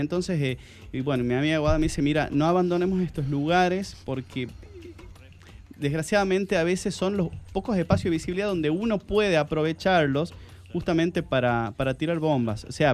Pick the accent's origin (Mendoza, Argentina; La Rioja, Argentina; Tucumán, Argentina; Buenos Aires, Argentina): La Rioja, Argentina; Por ahí, como riojano, siempre está esta cuestión de que uno siente que la obra tiene a veces una fecha de vencimiento